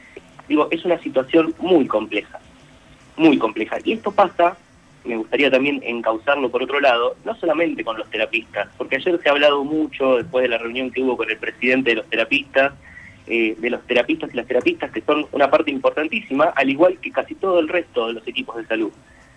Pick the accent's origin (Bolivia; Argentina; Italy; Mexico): Argentina; la que más nos debería enorgullecer como argentinos y argentinas, es nuestro sistema público